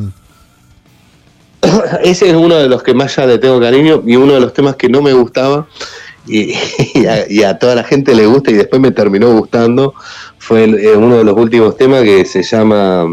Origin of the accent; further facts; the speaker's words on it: Argentina; Yo estuve ahí, yo estuve, como argentino, yo estuve ahí, presente.